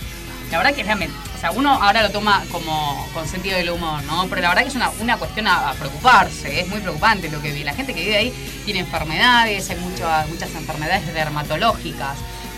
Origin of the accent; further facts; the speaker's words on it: Argentina; También todos como argentinos tenemos que tener en cuenta.